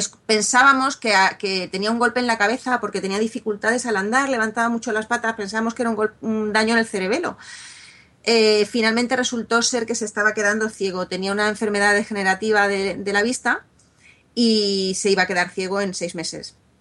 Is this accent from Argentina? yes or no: no; Spain; yo soy muy española y estoy muy orgullosa de la historia de España